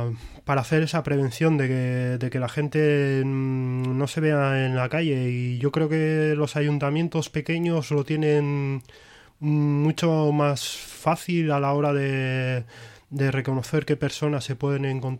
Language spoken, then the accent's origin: Spanish; Ortuella, Basque Country, Spain; yo, que soy de Ortuella